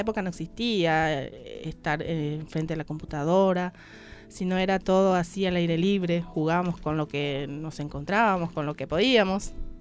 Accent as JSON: {"language": "Spanish", "country": "Paraguay", "tie": "born or raised there", "said": "Yo vengo del campo, de una familia campesina, gente trabajadora. Fui en una escuela rural hasta el noveno grado. Después fui al pueblo para cursar mi bachillerato."}